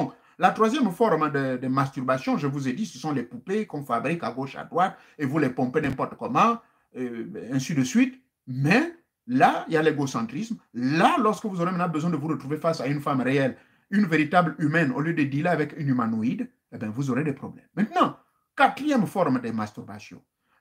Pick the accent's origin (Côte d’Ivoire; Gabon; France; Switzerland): Gabon; chez nous au Gabon